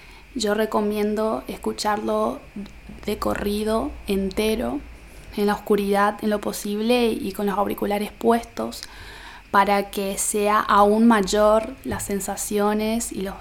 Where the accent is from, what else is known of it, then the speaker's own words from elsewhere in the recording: Formosa, Argentina; Tengo 24 años y soy de Formosa Capital.